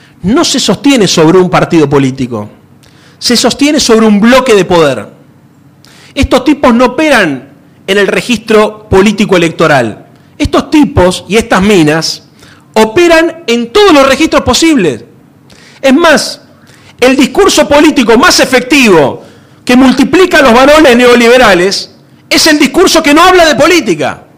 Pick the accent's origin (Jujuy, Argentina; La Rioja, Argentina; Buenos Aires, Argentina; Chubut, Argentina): Buenos Aires, Argentina; Yo vengo de la ciudad de Buenos Aires